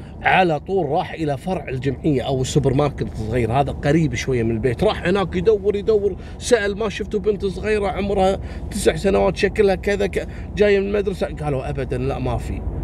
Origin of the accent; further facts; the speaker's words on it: Kuwait; احنا عندنا في الكويت